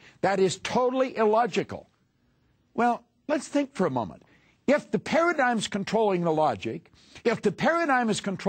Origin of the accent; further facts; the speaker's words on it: Ontario, Canada; I was born and raised in Northern Ontario in Canada.